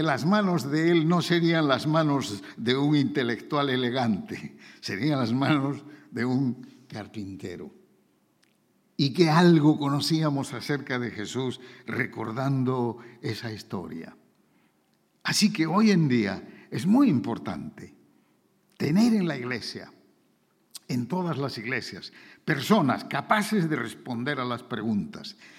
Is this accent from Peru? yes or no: yes; Peru; allá en mi tierra, en el Perú